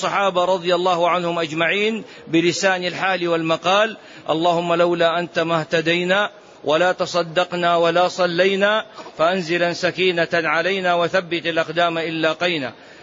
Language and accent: Arabic; Saudi Arabia; مهو الإسلام هنا عندنا في السعودية،